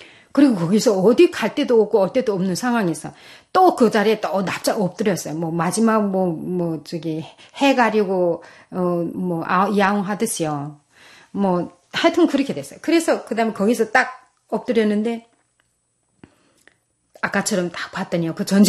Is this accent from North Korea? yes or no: yes; North Korea; moved away as an adult; now in South Korea; 제가 지나온 북한에서 태어나고 북한에서 40살까지 살고 지금 오늘 이런 대한민국, 복받은 대한민국이란 땅에 정말 내 삶을 묻으러 가고 있습니다.